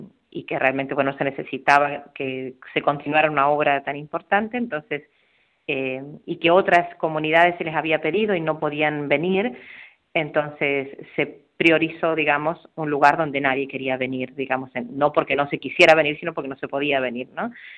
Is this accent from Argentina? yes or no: yes; Argentina; now in Formentera, Spain; somos 3 argentinas en este momento y 1 ecuatoriana